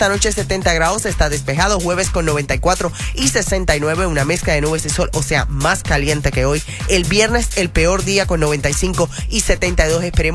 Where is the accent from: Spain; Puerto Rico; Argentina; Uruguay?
Puerto Rico; Como boricua tenemos que decirlo.